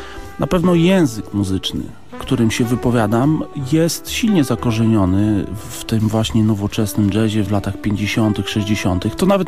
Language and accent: Polish; Elbląg, Warmian-Masurian Voivodeship, Poland; Jeszcze to w Elblągu, bo pochodzę z tamtych okolic.